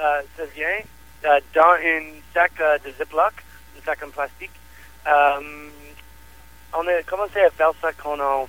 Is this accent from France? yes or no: no; Manotick, Ontario, Canada; On vient de Manotick et on vivait sur la même roue. On était des voisins.